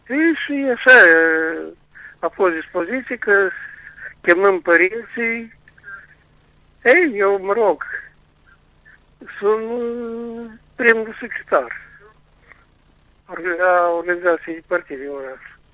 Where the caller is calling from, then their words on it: Chișinău, Moldova; din Chișinău.